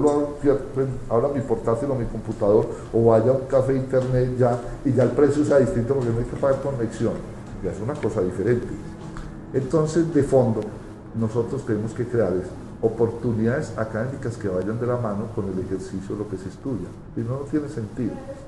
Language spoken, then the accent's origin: Spanish; Antioquia, Colombia; soy un antioqueño que estoy aferrado enormemente a la posibilidad